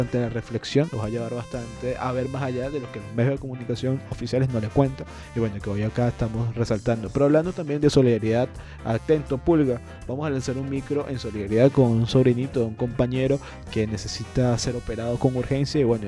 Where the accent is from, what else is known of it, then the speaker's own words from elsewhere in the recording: Venezuela; tenemos que alzar esas banderas que nos caracteriza como venezolanos de ser solidarios.